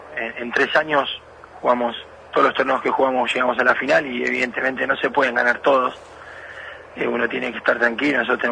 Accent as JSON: {"language": "Spanish", "country": "Argentina", "said": "a mí me llena de orgullo como argentino"}